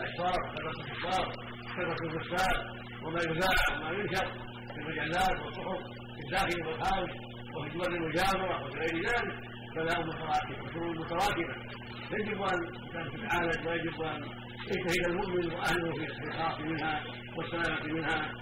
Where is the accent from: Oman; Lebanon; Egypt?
Oman; وجاءت كفار الى بلادنا عمان